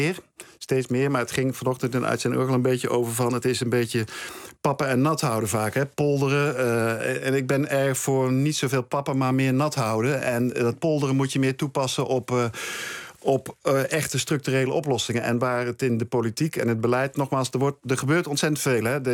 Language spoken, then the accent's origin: Dutch; southern France, France; als je het vergelijkt met Zuid-Frankrijk, waardoor ik voorlangs ik binnen van waar ik vandaan kom, is het in Nederland een stuk groener